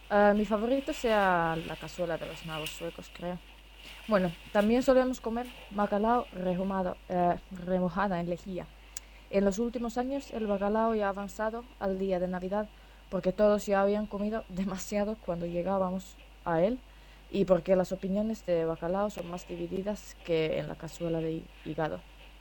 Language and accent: Spanish; Finland; En España siempre fui muy popular entre los niños cuando alguien les contó que yo soy de Finlandia, de donde vive Papá Noel.